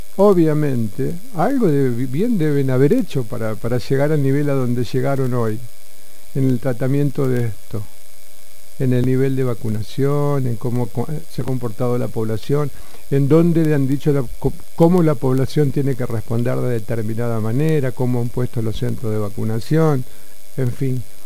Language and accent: Spanish; Argentina; nosotros como país, vos y yo, que somos argentinos